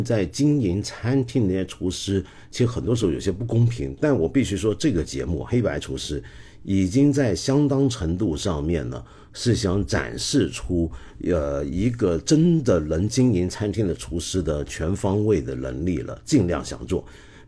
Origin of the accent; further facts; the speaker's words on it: Guangdong, China; 就拿我们广东人最很简单的一道菜